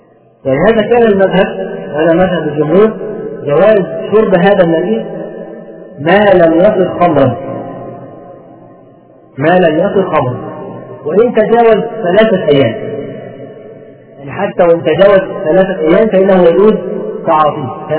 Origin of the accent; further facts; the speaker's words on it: Egypt; بيسموه عندنا في مصر